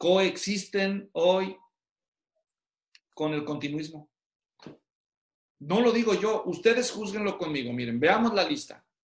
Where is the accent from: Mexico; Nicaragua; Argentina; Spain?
Mexico; Guadalajara, Jalisco; yo soy de Guadalajara, así que cuando yo viví en Guadalajara y hice ministerio en Guadalajara